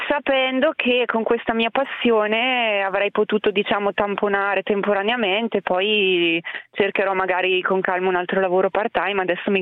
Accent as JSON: {"language": "Italian", "town": "Muscoline", "region": "Lombardy", "country": "Italy", "said": "io sono salodiana e sono di Muscolino, una ridente cittadina di 2000 anime, che è ancora peggio di Gavardo."}